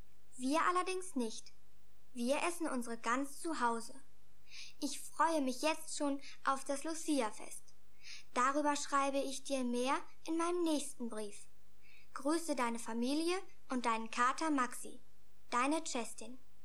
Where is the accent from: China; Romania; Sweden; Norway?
Sweden; German is a second language; Die Geschichte mit dem Laternenumzug musst du mir noch etwas genauer erklären, weil es so etwas bei uns in Schweden nicht gibt.